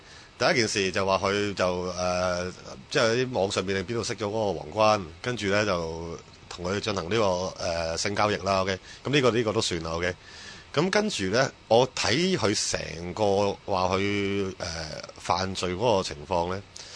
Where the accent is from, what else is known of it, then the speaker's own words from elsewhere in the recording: Hong Kong; 如果用我哋喺香港长大嗰个理解方法咧